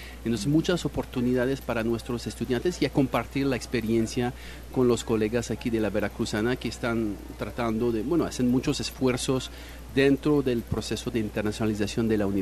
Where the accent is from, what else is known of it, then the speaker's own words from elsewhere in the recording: Quebec, Canada; first language French; Spanish is a second language; bueno, anglófono, pero yo vengo de Quebec.